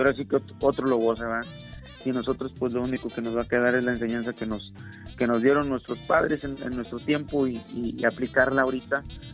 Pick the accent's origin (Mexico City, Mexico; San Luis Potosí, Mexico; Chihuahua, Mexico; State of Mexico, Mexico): San Luis Potosí, Mexico; yo soy de San Luis Potosí, orgulloso de que lleve el nombre de mi pueblo